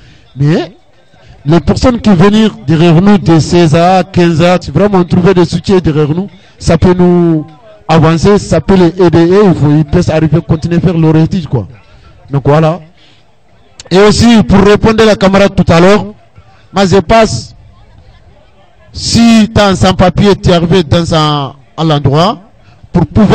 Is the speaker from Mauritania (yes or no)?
yes; Mauritania; French is a second language; Moi je suis mauritanien